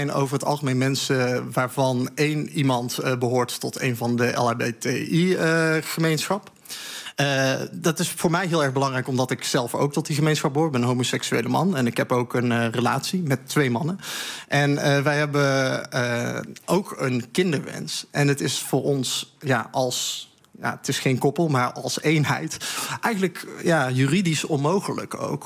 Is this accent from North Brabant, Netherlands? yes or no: yes; North Brabant, Netherlands; Ja, ik ben geboren en getogen Brabander. Dus je moet ook wel even aangeven waar je vandaan komt.